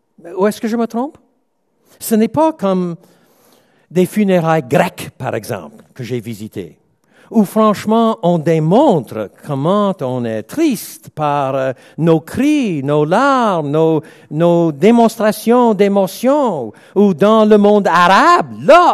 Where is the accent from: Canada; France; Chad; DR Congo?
Canada; Quebec; Maintenant, je suis Québécois. J'ai un peu les deux.